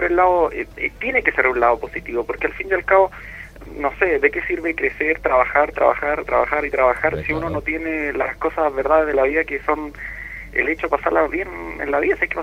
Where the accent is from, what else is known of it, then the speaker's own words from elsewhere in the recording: Catalonia, Spain; como buen catalán, pues.